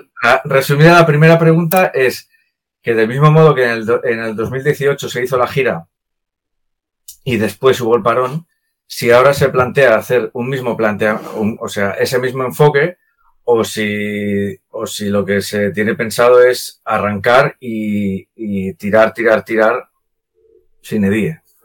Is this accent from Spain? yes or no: yes; Tarragona, Catalonia, Spain; soy de Tarragona